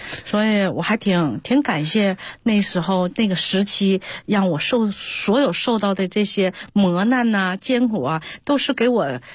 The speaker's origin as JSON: {"language": "Chinese", "town": "Anshan", "region": "Liaoning", "country": "China", "tie": "born or raised there", "said": "从云集滑雪场做到了我的老家鞍山滑雪场"}